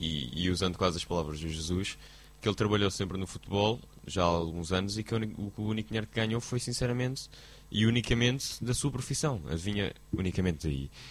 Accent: Portugal; Não quero, sou português, pá.

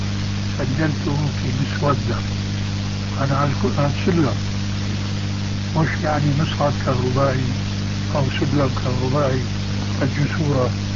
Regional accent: Syria; وبلغت سيرة أيضا يقولون عندنا في الشام

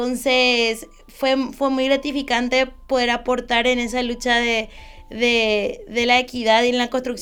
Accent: Villarrica, Guairá, Paraguay; soy de la ciudad de Villarrica, del departamento de Guairá. Tengo 19 años, soy estudiante de Derecho.

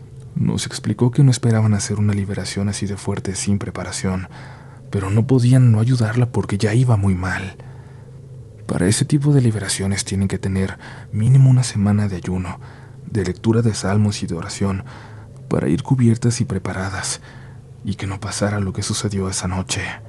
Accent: Durango, Mexico; Nosotros somos de una comunidad turística del estado de Durango

